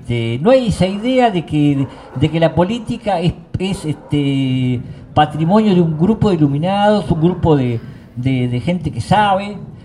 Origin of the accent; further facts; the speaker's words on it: Argentina; cuando vienen que somos argentinos, ya te sale el tema